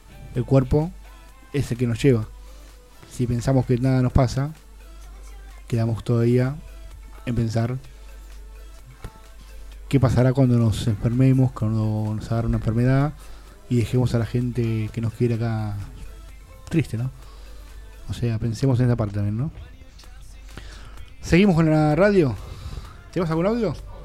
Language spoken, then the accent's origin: Spanish; Argentina; porque somos argentinos, seres humanos de buena onda.